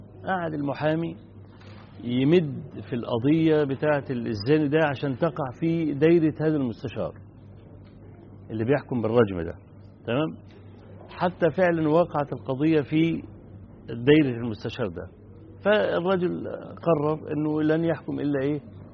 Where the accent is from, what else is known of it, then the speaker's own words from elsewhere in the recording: Egypt; عندنا في مصر حدث في سنة من السنوات، من حوالي 20 سنة